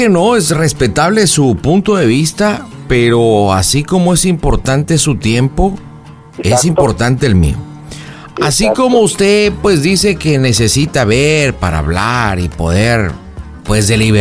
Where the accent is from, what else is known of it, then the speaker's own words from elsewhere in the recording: Monterrey, Nuevo León, Mexico; No, yo soy de botas, pero yo soy de Monterrey.